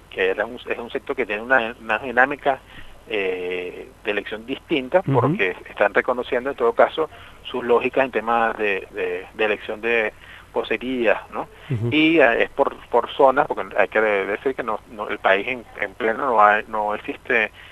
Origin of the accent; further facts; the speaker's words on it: Lara, Venezuela; yo soy del Estado Lara